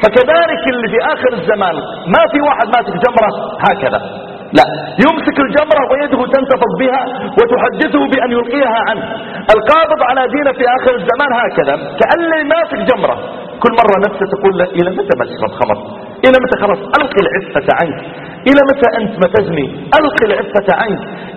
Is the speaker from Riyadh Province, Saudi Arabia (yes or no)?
yes; Riyadh, Riyadh Province, Saudi Arabia; يعني مثلا عندنا في الرياض لو شاب يبغى يغازل بنت